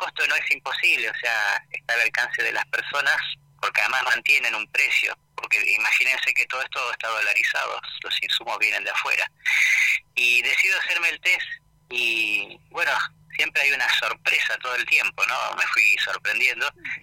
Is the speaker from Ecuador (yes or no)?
no; Buenos Aires, Argentina; born there; Y yo de casualidad nací acá en Buenos Aires, podía haber sido cordobés, casi nazco en Córdoba por unos meses.